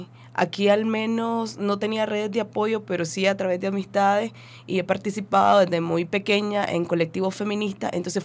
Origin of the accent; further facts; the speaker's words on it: Monimbó, Masaya, Nicaragua; moved away as an adult; La última vez que atacaron el barrio de Monimbó, porque soy originaria de Monimbó, soy mujer indígena, entonces a mí sí me tocó salir luego de ese ataque tan fuerte que tuvimos. Entonces ya son 9 meses de estar por acá.